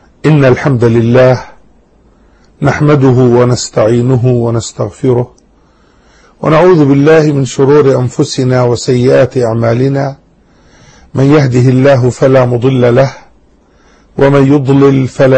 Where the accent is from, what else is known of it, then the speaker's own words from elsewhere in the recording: Jordan; بلادنا الأردن، وهي جزء من البلاد المباركة بلاد الشام